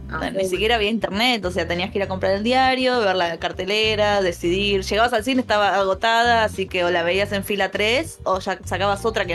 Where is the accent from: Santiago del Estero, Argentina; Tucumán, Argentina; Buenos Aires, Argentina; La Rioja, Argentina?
Buenos Aires, Argentina; Sí, soy una señora de Recoleta.